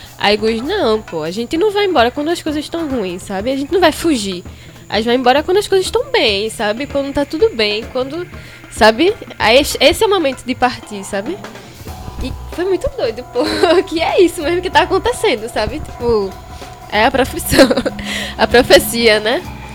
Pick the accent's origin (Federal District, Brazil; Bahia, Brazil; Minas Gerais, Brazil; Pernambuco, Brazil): Pernambuco, Brazil; Olinda; É, mas nunca saí mesmo da minha terra. Sempre fui muito fincada, sabe? Tipo, sempre tive essa coisa de minha terra, bairrista, olindense